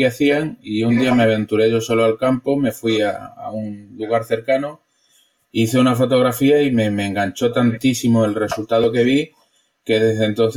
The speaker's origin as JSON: {"language": "Spanish", "town": "Badajoz", "region": "Extremadura", "country": "Spain", "tie": "born or raised there", "said": "yo nací en Badajoz, vivo en Badajoz, soy extremeño"}